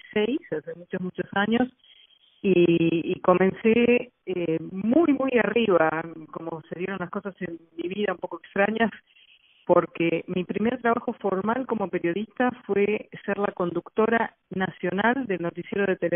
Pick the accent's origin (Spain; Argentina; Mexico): Argentina; ayudó en Argentina, de donde yo vengo, a pasar varias leyes de protección a la fauna y la flora nacional